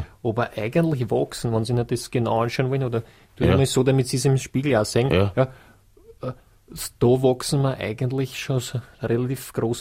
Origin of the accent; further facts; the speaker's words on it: Burgenland, Austria; Das ist, das ist das, was man bei uns im Burgenland herund schon ist.